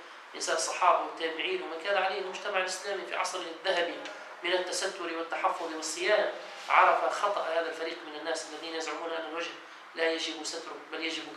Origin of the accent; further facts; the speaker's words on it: Tunisia; ونحن أيضا في بلادنا تونس إلى زمن قليل